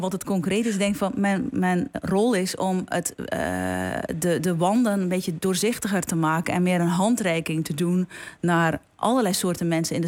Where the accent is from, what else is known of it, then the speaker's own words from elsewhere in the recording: Belgium; now in Netherlands; En ik kom zelf uit België. In Nederland heb ik ook moeten wennen van hoe functioneren dingen.